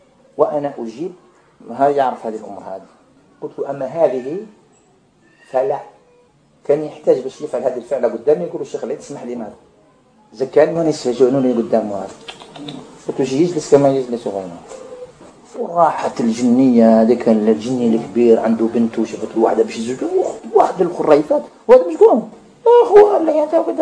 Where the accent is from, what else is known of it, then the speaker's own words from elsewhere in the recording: Algeria; الرقية عندنا في الجزائر